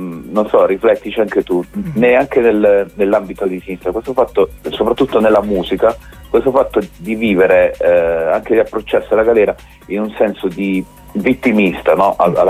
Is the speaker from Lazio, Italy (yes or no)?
no; Mola di Bari, Apulia, Italy; in questa cittadina, io sono di Mola, che è subito a sud-est di Bari, sempre seguendo la costa